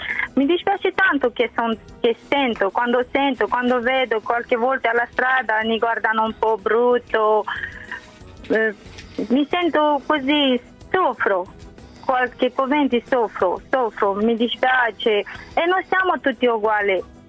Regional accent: Romania; moved away as an adult; now in Italy; Io sono dalla Romania, sì.

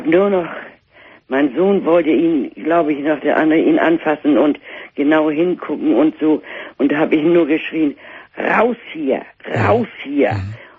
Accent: Northern Germany, Germany; accent: North German; Und wir wissen an meinem Dialekt, dass wir aus Norddeutschland irgendwo kommen, nicht? Eine Großstadt.

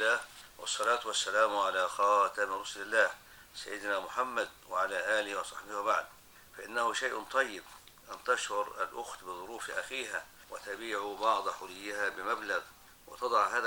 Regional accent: Egypt; العرف الآن عندنا في مصر في الموجود

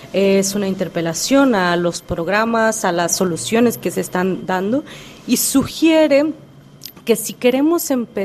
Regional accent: Oaxaca, Mexico; Spanish is a second language; Sí, la lengua de mi pueblo es la lengua Angpong. Es de Shengitin, Awindeca, Pendeca, Yomadeca, desde Ampensame, Tecange, Oaxaca, México.

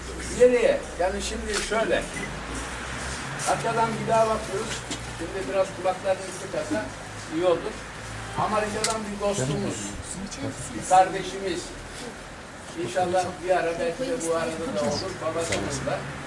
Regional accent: Kayabaşı, Konya, Turkey; born there; ben aslen Konya doğumluyum. Konya'nın Beyşehir'in Kayabaşı köyü var. Ben orada doğdum. Okur yazar olmayan bir ailenin çocuğuyum.

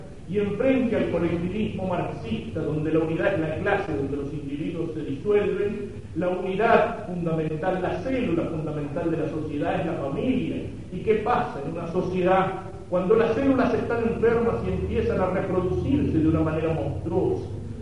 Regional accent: Argentina; para que el Señor nos dé a cada uno de nosotros como cristianos, católicos y como argentinos la fuerza para cumplir nuestro deber con esta patria

